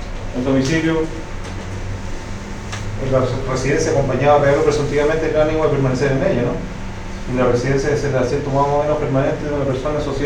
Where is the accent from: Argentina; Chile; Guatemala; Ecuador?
Chile; Santiago, Santiago Metropolitan Region; now in Concepción, Chile; ¿Yo dónde vivo? En Conce. Soy santiaguino, pero estoy radicado en Conce.